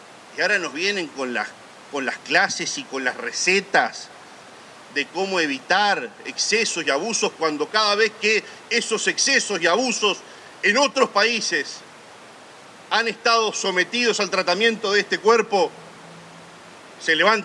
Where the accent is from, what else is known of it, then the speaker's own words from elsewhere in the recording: Uruguay; somos uruguayos, somos 3 millones de directores técnicos